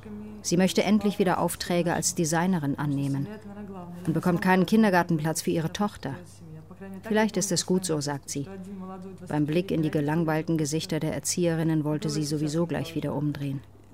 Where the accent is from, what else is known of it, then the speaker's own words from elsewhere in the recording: Russia; now in Hamburg, Germany; Ich bin Russin mit einem ukrainischen Vater. Anna lebt in Kiew, ich wohne in Hamburg.